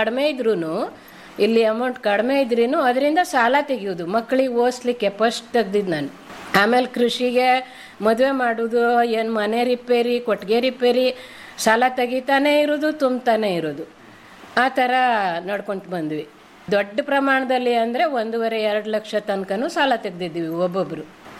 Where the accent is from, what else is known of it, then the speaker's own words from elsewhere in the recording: Yellapur, Karnataka, India; ಹೊಸದಾಗಿ ಜಮೀನು ಮಾಡಿದ್ವಿ ನಾವು ಇಲ್ಲಿ ಬಂದು ಈ ಊರಿಗೆ, ನಾವು ಯಲ್ಲಾಪುರದವರು ಮೇನ್ ಮೂಲತಃ ನಮ್ದು ಯಲ್ಲಾಪುರ.